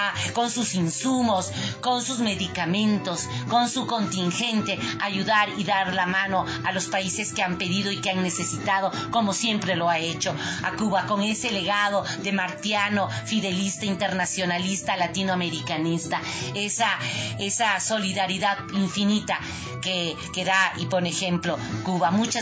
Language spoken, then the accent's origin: Spanish; Ecuador; todos los derechos que tenemos como ecuatorianas y ecuatorianos.